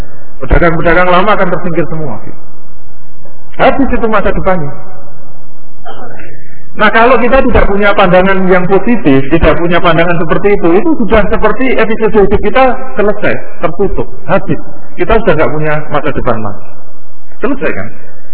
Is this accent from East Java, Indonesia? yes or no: no; Rembang, Central Java, Indonesia; seperti kemarin di Rembang itu, di tempat asal saya.